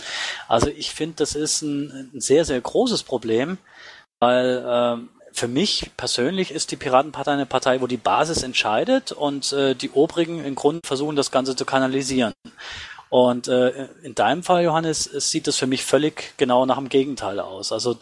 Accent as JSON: {"language": "German", "region": "Baden-Württemberg", "country": "Germany", "said": "ich komme auch aus Baden-Württemberg"}